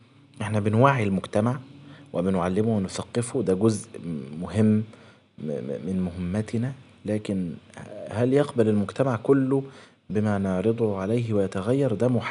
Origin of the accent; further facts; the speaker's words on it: Egypt; احنا عندنا في مصر هنا